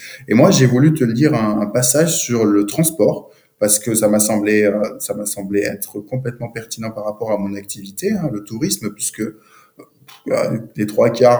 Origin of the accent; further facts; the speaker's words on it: Bordeaux, Nouvelle-Aquitaine, France; Moi, je suis bordelais.